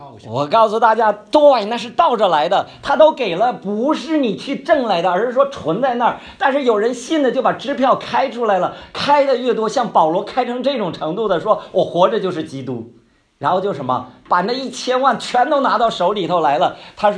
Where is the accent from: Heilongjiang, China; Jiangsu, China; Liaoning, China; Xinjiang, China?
Heilongjiang, China; now in Beijing, China; 我是黑龙江出来的，所以呢还得回边远地方